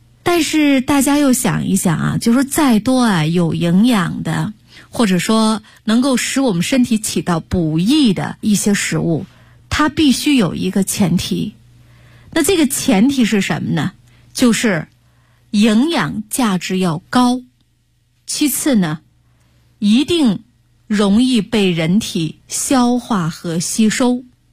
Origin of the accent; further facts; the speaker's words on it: China; 我们中国人